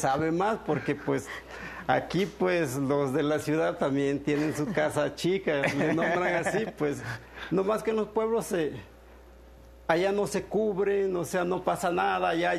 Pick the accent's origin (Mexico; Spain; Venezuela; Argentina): Mexico; pues yo soy de la costa, soy más mexicano, me siento así como que orgullosamente mexicano.